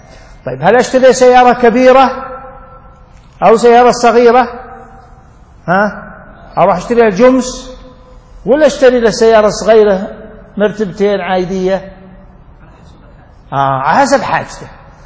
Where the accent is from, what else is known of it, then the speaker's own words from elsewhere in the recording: Riyadh, Riyadh Province, Saudi Arabia; بس مو يشري بيت مثل عندنا في الرياض، في شمال الرياض